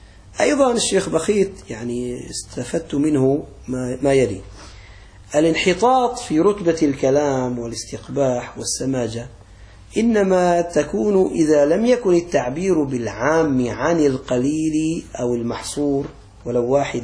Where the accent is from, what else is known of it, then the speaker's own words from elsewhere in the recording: Aleppo, Aleppo Governorate, Syria; accent: Aleppine; بعض الأولاد عندنا على لهجتنا الحلبية